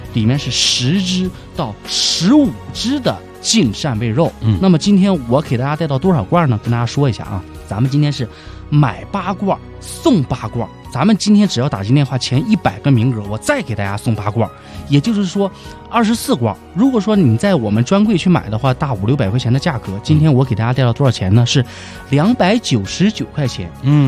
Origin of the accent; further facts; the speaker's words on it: Dalian, Liaoning, China; accent: Dalian; 用我们大连话太瘦了，不肥呀、啊。